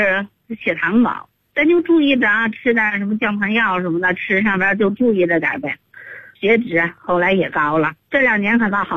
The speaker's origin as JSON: {"language": "Chinese", "town": "Hengshui", "region": "Hebei", "country": "China", "tie": "born or raised there", "said": "我老家是衡水的哈，"}